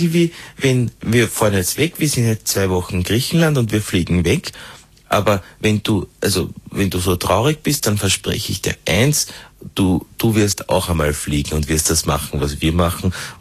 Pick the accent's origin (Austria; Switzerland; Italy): Austria; Upper Austria; Und ich bin aus Oberösterreich